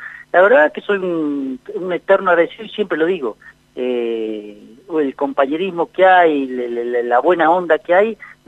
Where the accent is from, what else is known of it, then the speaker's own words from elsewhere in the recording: La Pampa, Argentina; fui a la escuela de Abramo, también, pueblos chicos, viste, donde hay mucho compañerismo, qué sé yo. Yo me crié sin TV, en Cuyo Gordo teníamos televisión, y después el secundario en Bernasconi y la universidad pública.